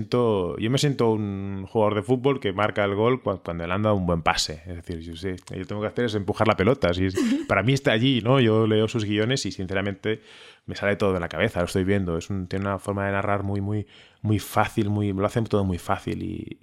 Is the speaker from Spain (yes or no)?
yes; Barcelona, Catalonia, Spain; born there; Yo nací en Barcelona y en mi caso en concreto, mi familia, nos íbamos por Europa, ¿no?